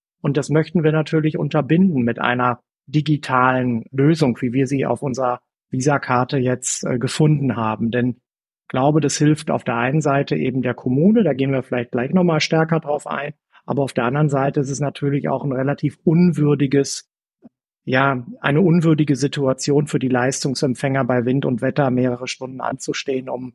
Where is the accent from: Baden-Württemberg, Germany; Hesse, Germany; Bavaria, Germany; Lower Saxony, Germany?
Lower Saxony, Germany; Bersenbrück; Ich habe irgendwann mal meine Ausbildung bei einer kleinen Sparkasse in Niedersachsen gemacht, da wo ich herkomme, in Bersenbrück im schönen Osnabrücker Land.